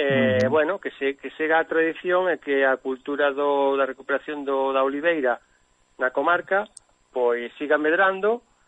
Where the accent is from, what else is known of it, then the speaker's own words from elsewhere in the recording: Arangueiros, Galicia, Spain; lembrame unha anécdota dun da miña aldea, Arangueiros